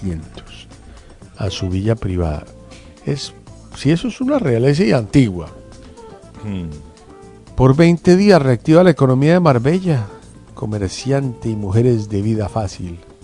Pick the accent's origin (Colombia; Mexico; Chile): Colombia; ha hecho parte de nuestras vidas como colombianos durante muchísimo tiempo